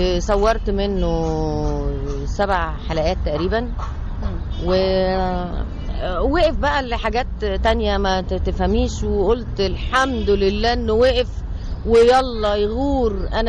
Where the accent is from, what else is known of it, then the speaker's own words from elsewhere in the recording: Egypt; احنا لو كمصريين نبدأ كده يبقى عندنا ثقافة ان احنا ما نرميش القمامة بتاعتنا في اي حتة